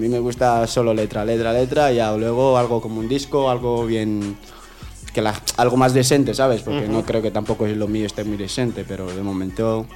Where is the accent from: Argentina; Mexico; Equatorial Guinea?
Equatorial Guinea; now in Zaragoza, Spain; Ya llevo aquí, ya soy más maño que guineano.